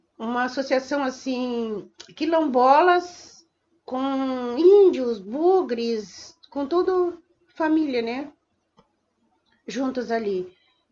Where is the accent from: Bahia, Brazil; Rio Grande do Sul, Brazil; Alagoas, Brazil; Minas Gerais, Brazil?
Rio Grande do Sul, Brazil; São Lourenço do Sul; also born or lived in Pelotas; Moro em São Lourenço do Sul, subdistrito, o nome chamado Rincão das Almas. Mas eu nasci aqui em Pelotas. E nasci em Pelotas e morei na Vila Terezinha. Estudei no Colégio Santo Antônio.